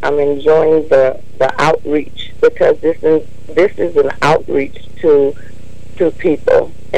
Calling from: Colorado, United States; Colorado.

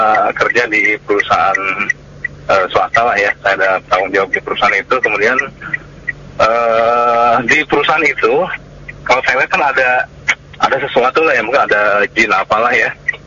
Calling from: Tangerang, Banten, Indonesia; Saya dari … Pak di Citra Raya, Tangerang.

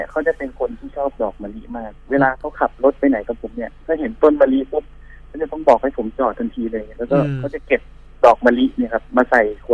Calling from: Bangkok, Thailand; ที่เดิมครับแถวพระราม3เหมือนเดิมคร

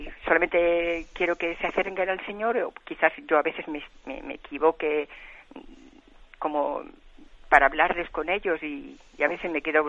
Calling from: Balearic Islands, Spain; de Mallorca.

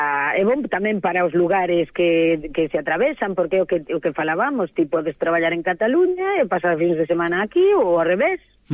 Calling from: Castillón, Galicia, Spain; mando vos saludos a todos desde Castillón, que é a miña aldea en Pantón, a máis bonita do mundo.

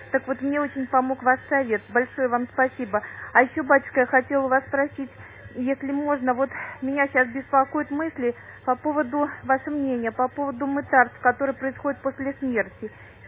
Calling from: Saint Petersburg, Russia; Я звоню вам из Санкт-Петербурга.

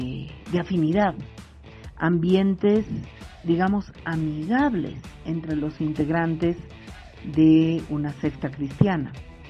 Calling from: Bolivia; de Mujeres Creando y les mando este audio desde Bolivia.

